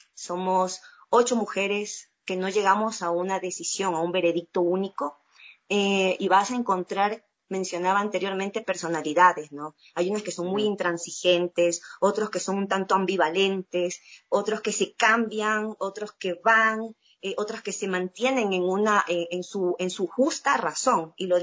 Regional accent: Guayaquil, Guayas, Ecuador; yo decidí dejar mis cosas en Guayaquil, yo soy de Guayaquil

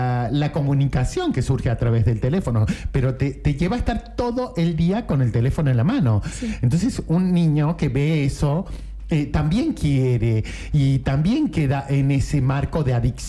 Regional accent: Merlo, San Luis, Argentina; Yo sí, soy …, mi amor.

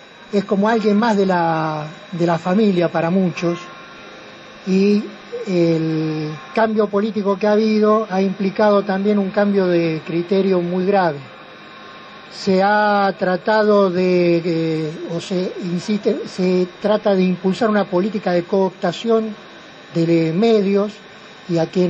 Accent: General Rodríguez, Buenos Aires Province, Argentina; para quienes somos de General Rodríguez y participamos de la lucha políticas y sociales en nuestro país

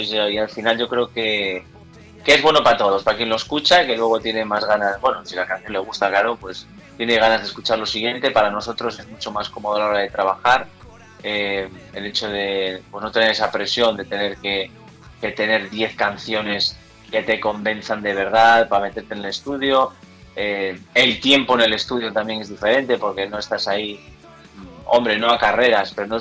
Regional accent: Galicia, Spain; Joder, somos gallegos, tío.

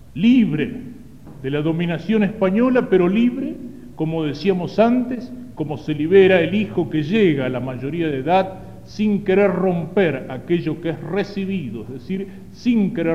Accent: Argentina; nuestro compromiso como católicos y como argentinos

